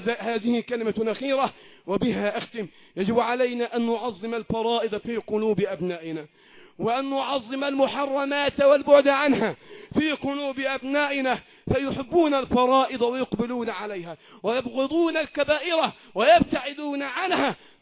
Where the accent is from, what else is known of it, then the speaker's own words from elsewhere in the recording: Egypt; اللهم احفظ بلدنا مصر وسائر بلاد المسلمين